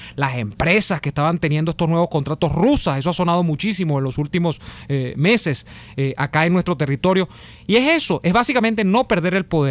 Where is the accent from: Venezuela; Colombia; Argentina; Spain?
Venezuela; como cualquier ciudadano, como cualquier venezolano.